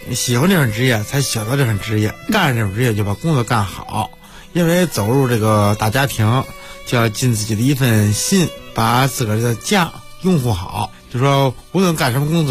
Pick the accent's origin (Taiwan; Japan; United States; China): China; Yanqing, Beijing; 我来自北京延庆